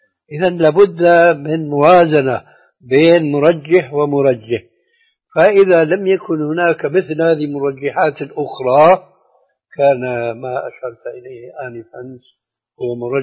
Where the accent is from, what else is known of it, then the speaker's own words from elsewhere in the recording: Syria; أما المسلمين التعبير عندنا في سوريا الجغرافيين